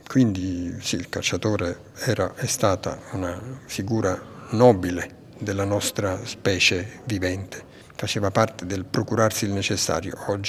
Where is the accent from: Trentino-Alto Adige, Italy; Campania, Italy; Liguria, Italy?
Campania, Italy; Naples; moved away as an adult; Sì, vengo da Napoli, ma mi sono estratto da lì e ho fatto altre... Non ho vissuto più lì dopo i 18 anni